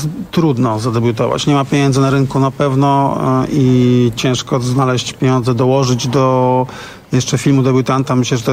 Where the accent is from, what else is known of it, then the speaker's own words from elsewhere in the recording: Gdańsk, Pomeranian Voivodeship, Poland; Ja wiem, jestem z Gdańska.